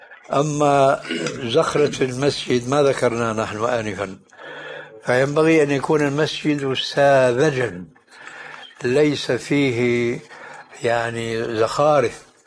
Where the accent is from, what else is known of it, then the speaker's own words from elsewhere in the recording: Syria; هذه عندنا في الشام تسمى بالصاية